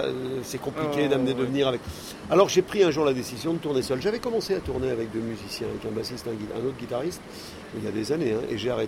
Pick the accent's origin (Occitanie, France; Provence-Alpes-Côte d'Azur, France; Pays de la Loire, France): Pays de la Loire, France; moi je suis originaire de la Mayenne et je suis près d'une ville qui sonne bien au Québec, c'est Laval.